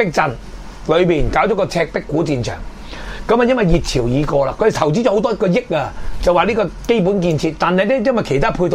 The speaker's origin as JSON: {"language": "Cantonese", "country": "Hong Kong", "said": "迪士尼係我哋香港人都仲有一個幻想"}